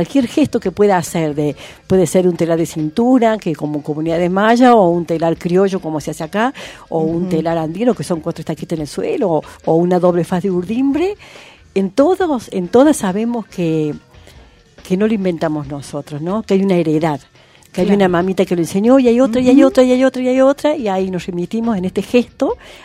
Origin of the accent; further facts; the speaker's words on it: Unquillo, Córdoba, Argentina; Yo me crié en Unquillo. En Unquillo, ahí un pueblito de la Sierra de Córdoba, mucho monte, ahí.